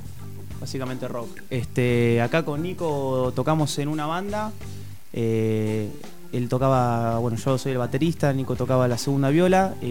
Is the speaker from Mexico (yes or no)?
no; Tandil, Buenos Aires Province, Argentina; now in La Plata, Argentina; Particularmente él, sí. Yo soy de Tandil.